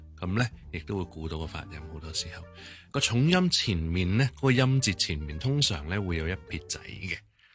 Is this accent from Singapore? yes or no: no; Hong Kong; 我哋香港人成日都讀錯嘅